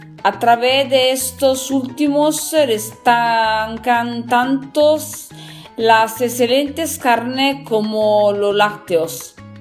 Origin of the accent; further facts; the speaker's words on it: northern Italy, Italy; Spanish is a second language; soy italiana del norte de Italia, soy una cocinera, trabajo, estudio para aprender más sobre este trabajo, estudio español por el mismo y me perdonen si voy a hacer un poco de mala pronunciación.